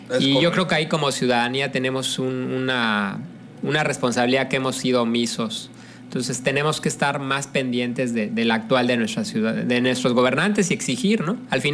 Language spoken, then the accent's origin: Spanish; Mexico; Y yo creo que como mexicanos sí nos merecemos un buen gobierno, ¿no?